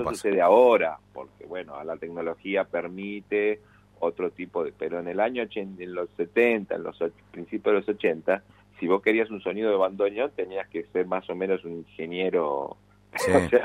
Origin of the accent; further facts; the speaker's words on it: Rosario, Santa Fe, Argentina; con la banda con la que tenía yo cuando era pibe, adolescente, allá en Rosario.